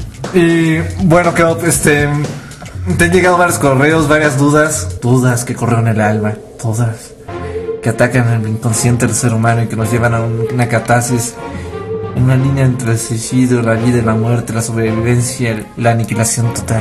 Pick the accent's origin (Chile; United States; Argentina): United States; como yo crecí en Estados Unidos